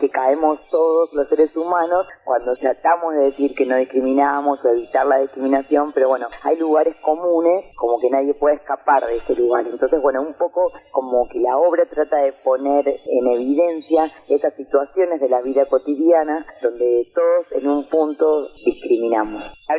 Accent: Villa Madero, Buenos Aires Province, Argentina; Nosotros somos de La Matanza, del barrio de Villa Madero

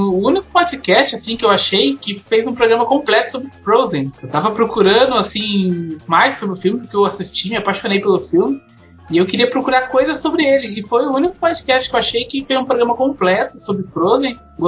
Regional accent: Hortolândia, São Paulo, Brazil; Sou de Hortolândia, interior de São Paulo, não sei se vocês conhecem, né? Fico lá de Campinas.

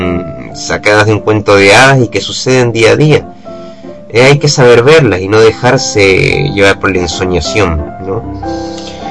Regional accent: Venezuela; moved away; Yo crecí en Venezuela, donde un ambiente totalmente mágico

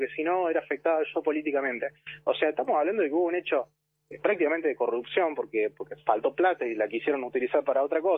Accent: Córdoba, Argentina; Entonces, yo soy de Córdoba, no soy de Cava, ¿no?

